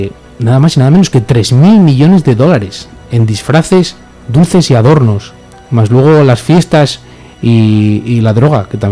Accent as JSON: {"language": "Spanish", "region": "Asturias", "country": "Spain", "said": "sobre todo a los que somos asturianos y célticos de prono, la verdadera tradición."}